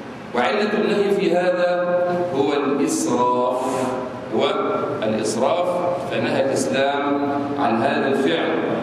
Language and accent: Arabic; Egypt; أما نحن في بلادنا مصر فعندنا حجر وليس عندنا مقابر